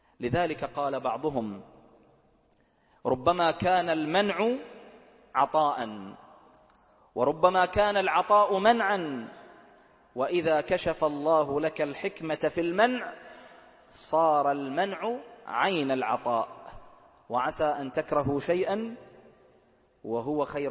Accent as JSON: {"language": "Arabic", "country": "Bahrain", "said": "واجعل بلدنا البحرين آمنة مطمئنة، سخاء رخاء"}